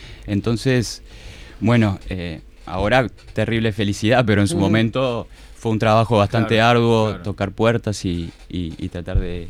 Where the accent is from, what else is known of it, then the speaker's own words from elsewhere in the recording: Montevideo, Uruguay; yo crecí en el Parque Posadas y después nos mudamos con mi familia también a 2 cuadras del Arroyo Miguelete, y bueno, es mi barrio, aunque ahora vivo en Cordón